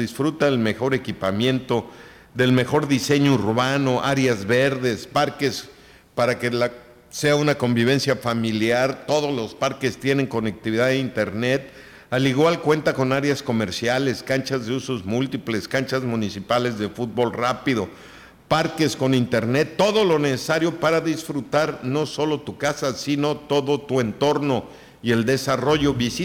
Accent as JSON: {"language": "Spanish", "country": "Mexico", "said": "Somos mexicanos y a mucho orgullo."}